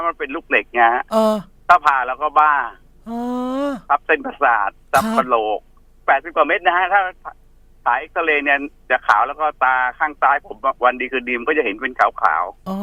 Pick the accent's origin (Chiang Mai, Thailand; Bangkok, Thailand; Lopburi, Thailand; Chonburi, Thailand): Bangkok, Thailand; ผมเป็นลูกคนเล็กผมเป็นเด็กกรุงเทพ